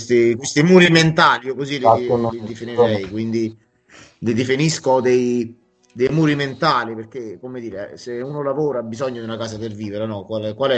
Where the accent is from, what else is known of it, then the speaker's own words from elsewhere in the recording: Campania, Italy; anche in provincia di Avellino, dove io sono, da cui io provengo, dall'Irpinia